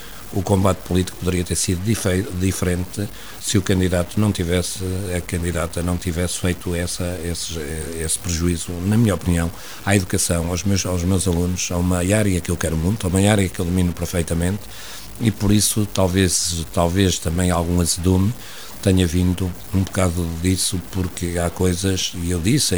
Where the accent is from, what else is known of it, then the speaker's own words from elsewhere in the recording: Portugal; now in Oliveira, Portugal; acabei na minha terra, penso que por volta das 2:30 da manhã, no Erdal, eu vivo hoje em Oliveira